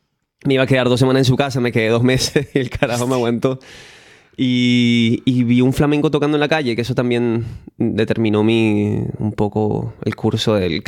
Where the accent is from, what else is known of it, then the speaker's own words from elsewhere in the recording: Caracas, Capital District, Venezuela; now in Spain; yo soy de Caracas, Venezuela, nacido ahí. La verdad es que hay un poquito de mezcla de sangre, pero bueno, la hay por supuesto de mi tierra, a la que quiero. He vivido en 4 países hasta ahora y llevo un tercio de mi vida en España